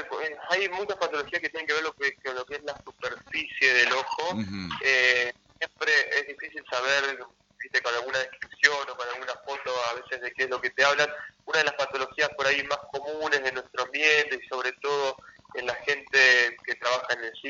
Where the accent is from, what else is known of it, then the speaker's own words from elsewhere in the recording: Rosario, Santa Fe, Argentina; Yo soy de Rosario, me formé en la Universidad Nacional de Rosario.